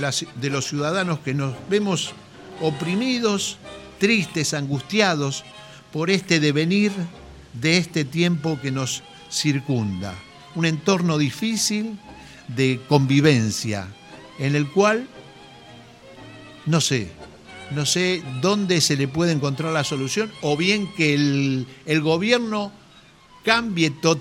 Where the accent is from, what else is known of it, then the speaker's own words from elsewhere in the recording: Argentina; decir somos argentinos